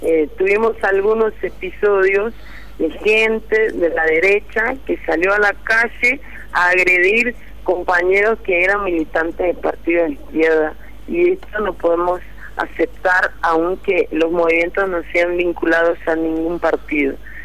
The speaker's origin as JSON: {"language": "Spanish", "region": "São Paulo", "country": "Brazil", "second_language": "Spanish", "said": "Yo soy de São Paulo. Yo vivo hoy en una favela de la región oeste de la capital, pero yo soy nacida en ABC Paulista, que es la región conurbada de São Paulo"}